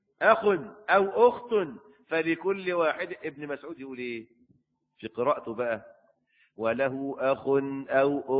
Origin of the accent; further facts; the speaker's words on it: Egypt; لكن القانون عندنا في مصر وقول الأئمة الأربعة